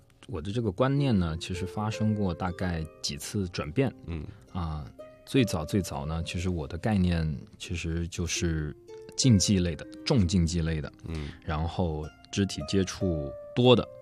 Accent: China; 就是对我们中国人来说，在他们那个地方其实是蛮有那个文化的

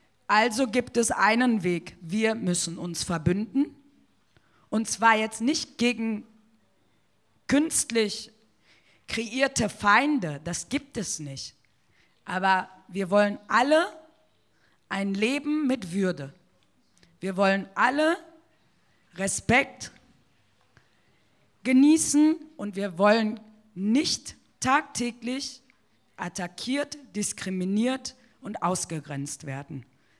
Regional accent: Germany; Wenn die in Kolumbien mich fragen, wo kommst du her, dann sage ich Deutschland.

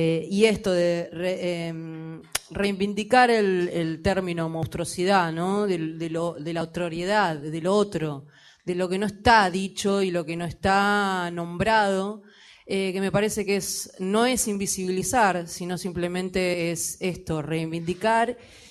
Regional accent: Argentina; now in Montevideo, Uruguay; Ya que soy argentina

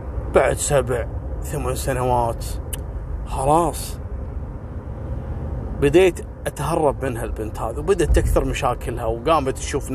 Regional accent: Kuwait; عائلات كثيرة مشهورة عندنا في الكويت

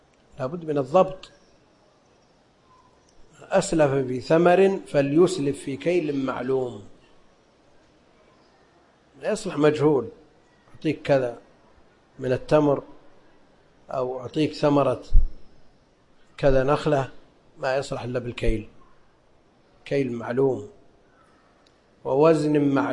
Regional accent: Najd, Saudi Arabia; لأن هذا معروف عندنا في نجد

